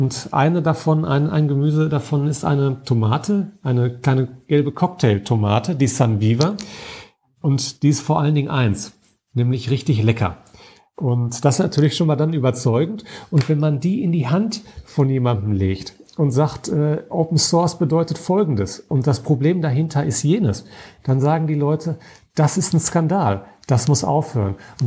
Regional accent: Dortmund, North Rhine-Westphalia, Germany; Ich komme ja aus Dortmund, ich bin auch ein absolutes Stadtkind.

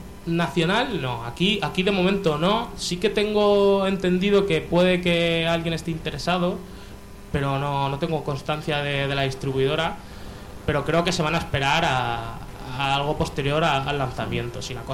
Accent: Elche, Valencian Community, Spain; bueno, nosotros somos de Elche

